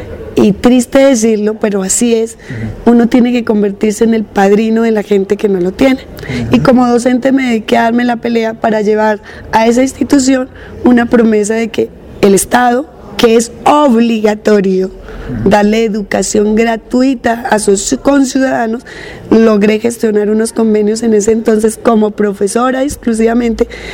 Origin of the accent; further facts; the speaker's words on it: Soacha, Cundinamarca, Colombia; Resulta que yo no sabía nada de mi pueblo, de mi Soacha